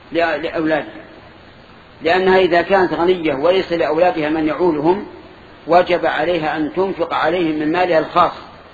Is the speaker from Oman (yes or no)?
no; Saudi Arabia; وأتكلم أنا عن بلادنا السعودية والحمد لله